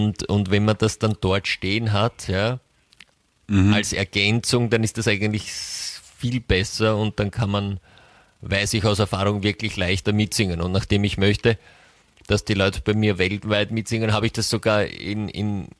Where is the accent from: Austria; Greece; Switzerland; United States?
United States; German is a second language; Da weißt du dann nicht immer als Amerikanerin, wo du bist.